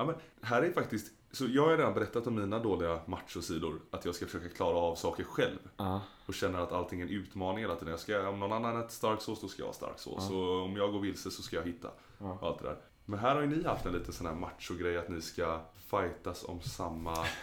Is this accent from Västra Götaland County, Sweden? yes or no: yes; Gothenburg, Västra Götaland County, Sweden; jag är från Göteborg, där har vi alltså studentveckor.